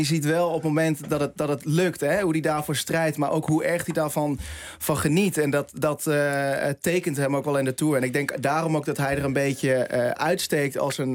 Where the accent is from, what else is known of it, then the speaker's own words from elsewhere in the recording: The Hague, South Holland, Netherlands; Ik kom uit Den Haag